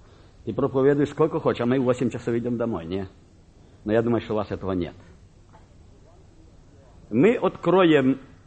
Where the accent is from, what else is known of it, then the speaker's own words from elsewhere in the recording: Kharkiv, Kharkiv Oblast, Ukraine; born there; я родился в Харькове, пережил 33-й голод